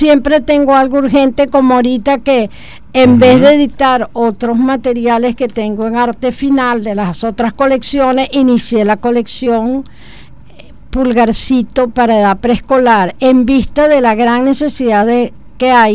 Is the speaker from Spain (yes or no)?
no; Los Teques, Miranda, Venezuela; yo soy de los Altos Mirandinos, concretamente Tequeña. Y algo que marcó mi vida fueron dos cosas. Los trenes y la neblina. Yo iba al colegio en medio de la neblina